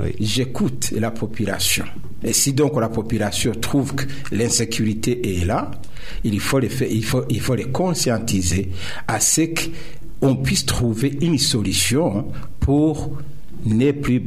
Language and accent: French; Burundi; Mais d'abord, notons que je suis burundais.